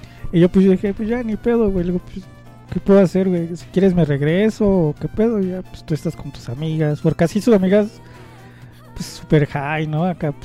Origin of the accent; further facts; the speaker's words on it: Culhuacán, Mexico City, Mexico; es hablar parte de mi adolescencia aquí en Culhuacán.